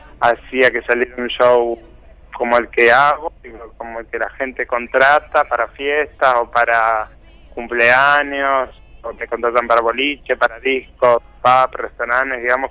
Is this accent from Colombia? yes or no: no; Buenos Aires, Argentina; Yo soy de Buenos Aires.